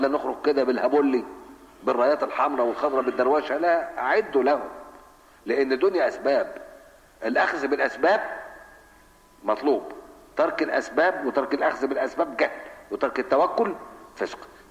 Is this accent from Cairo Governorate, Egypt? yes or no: yes; Cairo, Cairo Governorate, Egypt; now in Alexandria, Egypt; انا بقى قاهري، انا مش اسكندراني، انا قاهري، انا جيت هنا بحكم العمل، قاهري. ومن طلاب مدرسه اشتهرت بمثل هذه الامور، مدرسه الخديويه الثانويه، وبيتي جنب المركز العام للاخوان المسلمين